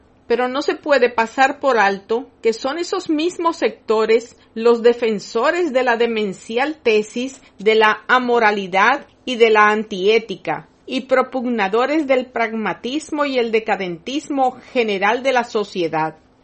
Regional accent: Dominican Republic; de quienes somos dominicanos

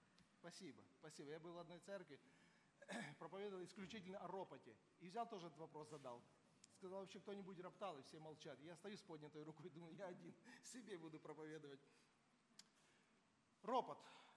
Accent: Georgia; Я вырос в Грузии, поймите, там колдовство было на каждом шагу.

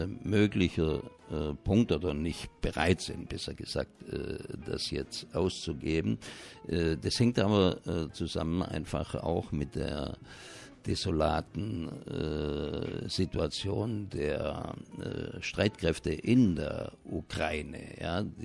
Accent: Baden-Württemberg, Germany; wie man bei uns im Schwabenland sagen würde, besser als ein Gosch voll Reisnägel

